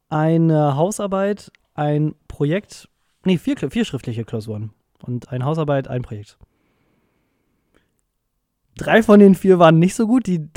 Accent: North Rhine-Westphalia, Germany; ich komme halt ja aus Nordrhein-Westfalen und da haben wir den WDR.

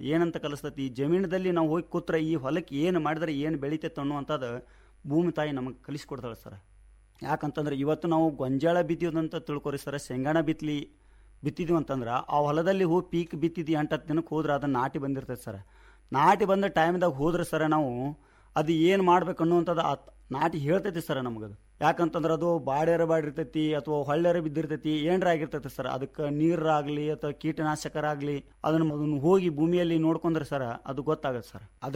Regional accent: Honnala, Karnataka, India; Honnali sir. ನಾವು ಇರೋದು ಮೂಲತಃ ಇಲ್ಲಿ ಚಿಕ್ಕಸಮ್ಮ ಹತ್ರ ಇರ್ತೀವಿ ಸರ್. ನಮ್ಮ ಜಮೀನು ಅಲ್ಲೇ ಐತಿ.

